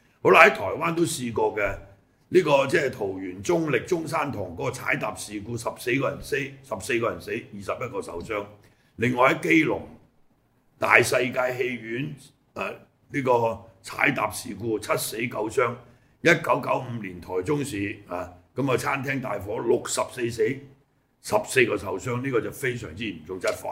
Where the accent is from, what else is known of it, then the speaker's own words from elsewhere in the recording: Hong Kong; 即係我哋香港人嚟講啦，相隔差唔多30年